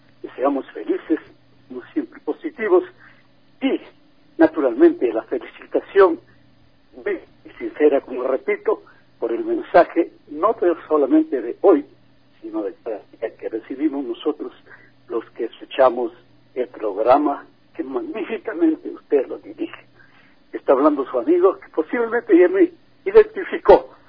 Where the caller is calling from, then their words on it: Ecuador; moved away; yo vivo en Estados Unidos y también nunca me he olvidado de mi tierra ecuatoriana. Y hace muchos años que vivo por allá